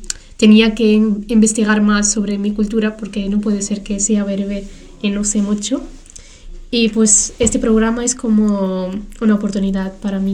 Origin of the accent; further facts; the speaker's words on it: Morocco; now in Spain; comparado con mi pueblo en Marruecos